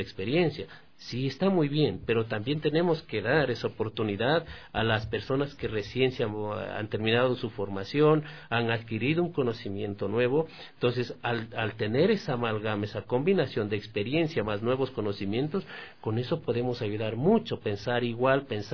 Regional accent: Guaranda, Bolívar, Ecuador; born there; yo nací en Guaranda, entonces decíamos, éramos vecinos.

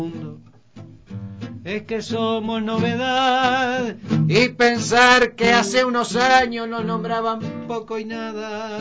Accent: Montevideo, Uruguay; somos porteños, y también Montevideo es un puerto, bueno, al margen, Uruguay no más

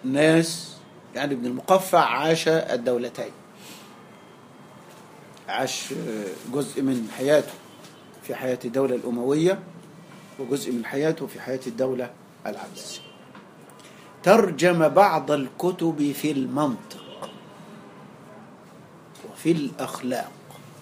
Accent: Egypt; زي الملاليم عندنا في مصر

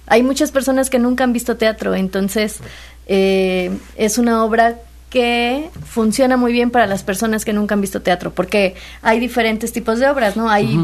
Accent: Orizaba, Veracruz, Mexico; born there; Yo soy nacida en Orizaba, ajá, pero viví muchos años en el puerto y ya me siento más jalapeña, ya tengo más de 10 años viviendo por aquí también.

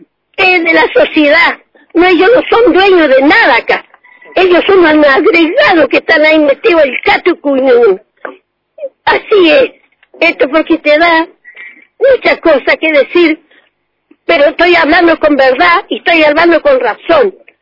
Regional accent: Argentina; y soy bien argentina.

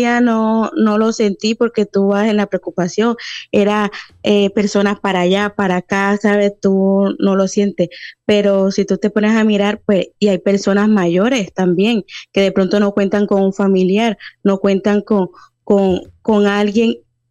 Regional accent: Colombia; Porque claro, yo soy de Colombia

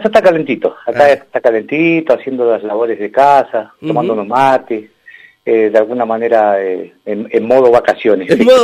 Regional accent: Osorno, Los Lagos, Chile; born there; Yo nací en Osorno, Chile.

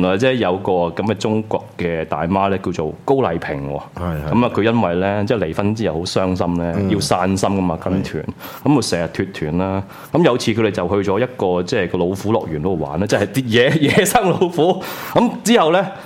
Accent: Hong Kong; 即係我哋香港人又唔想去，

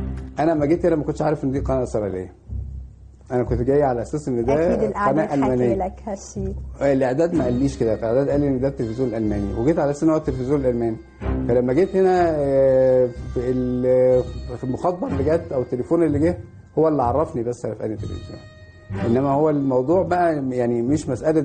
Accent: Egypt; أنا مصري فلازم يبقى مصري يعني

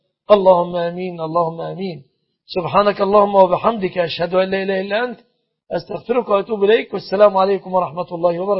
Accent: Egypt; أن يحفظ بلادنا مصر

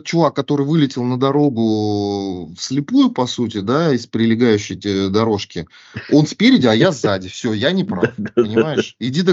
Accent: Russia; когда полицейские узнали, что мы из России

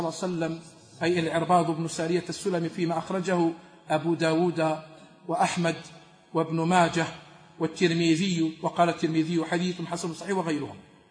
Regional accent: Algeria; حنا جزائريين ورم يهفوا بعضهم بعض

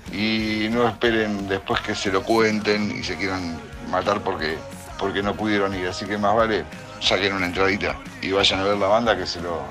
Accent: San Nicolás, Buenos Aires Province, Argentina; Yo soy de acá, de San Nicolás, de la zona muy cerca de Rosario.

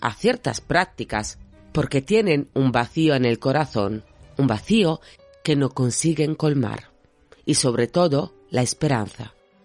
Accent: Sardinia, Italy; now in Madrid, Spain; Soy una chica de Cerdeña afincada en Madrid, apasionada por la criminología y por la mente humana.

